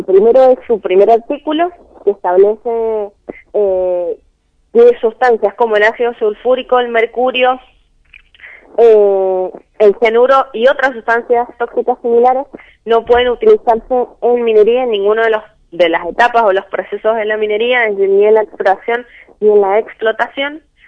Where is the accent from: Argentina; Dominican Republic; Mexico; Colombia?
Argentina; Mendoza; tenemos para presionar como mendocinos para que estos proyectos no se aprueben